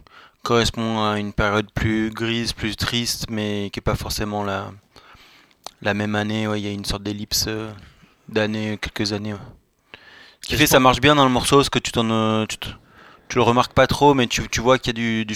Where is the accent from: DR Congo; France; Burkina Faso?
France; Crest, Auvergne-Rhône-Alpes; accent: Drôme valley; j'ai un accent de Cré, la Drôme, la vallée de la Drôme.